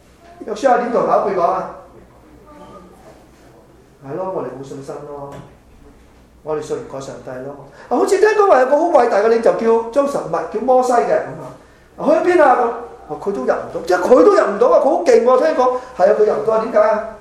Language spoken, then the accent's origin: Cantonese; China; 特别我哋中国人中意报喜不报忧。